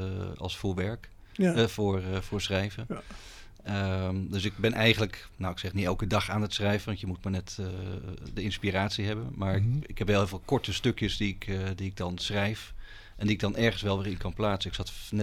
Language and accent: Dutch; Amsterdam, North Holland, Netherlands; now in Delft, Netherlands; Ik ben er opgegroeid in Amsterdam en uiteindelijk in de hotellerie terechtgekomen.